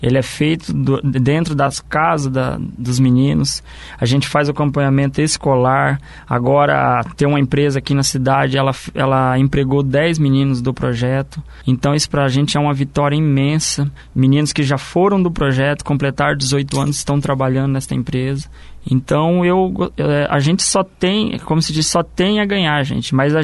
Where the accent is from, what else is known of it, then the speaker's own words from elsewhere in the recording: Paraná, Brazil; Eu sou do Porto Belo.